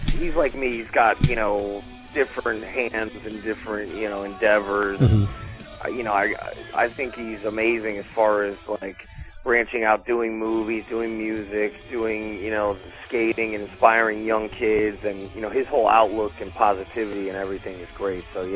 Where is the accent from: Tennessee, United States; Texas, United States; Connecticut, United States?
Connecticut, United States; New Haven; I grew up on Hubinger Street in New Haven.